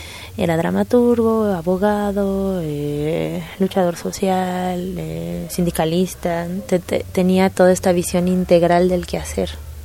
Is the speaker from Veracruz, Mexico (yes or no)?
yes; Veracruz, Mexico; reforzar mis lazos libertarios con mi ciudad natal, que es el puerto de Veracruz